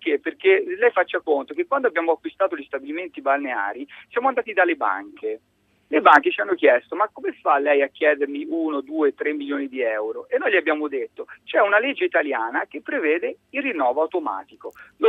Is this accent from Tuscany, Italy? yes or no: yes; Tuscany, Italy; Io le parlo da toscano, che in Toscana, in Viareggio, in Versilia, ma in Toscana in generale abbiamo ogni tipo di offerta.